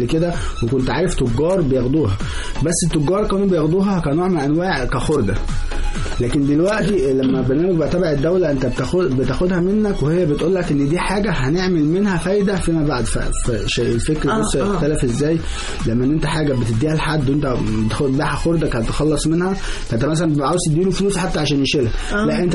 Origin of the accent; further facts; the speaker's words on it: Egypt; احنا بفضل الله خلاص بقى عندنا في مصر مصنع